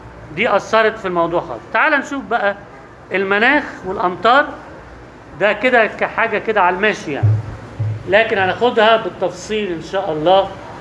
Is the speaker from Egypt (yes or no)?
yes; Egypt; بس يختلف في حاجات، تختلف بسيطة، في حاجات مش عندنا في مصر.